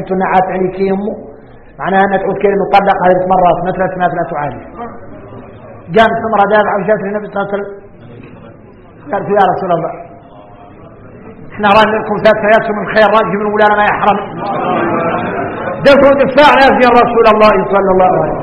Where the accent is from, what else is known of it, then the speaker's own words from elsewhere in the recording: Mauritania; الرجال احنا موريتاني وارك ما ينقال لنا حكم